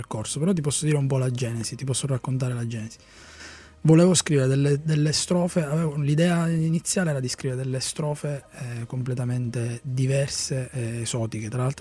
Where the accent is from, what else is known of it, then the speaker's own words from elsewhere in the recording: Solarino, Sicily, Italy; Pantalica in Sicilia è una necropoli vicino al mio paese di origine, che si chiama Solarino